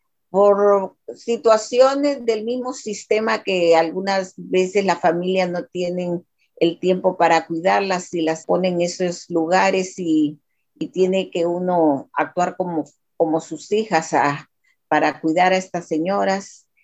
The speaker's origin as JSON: {"language": "Spanish", "country": "Honduras", "said": "Yo soy originaria de Honduras."}